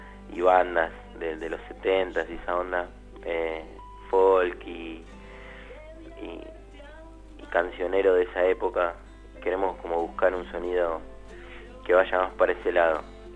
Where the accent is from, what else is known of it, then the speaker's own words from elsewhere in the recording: Quilmes, Buenos Aires Province, Argentina; El miércoles pasado tocamos, bueno, en Quilmes, nosotros somos de Quilmes.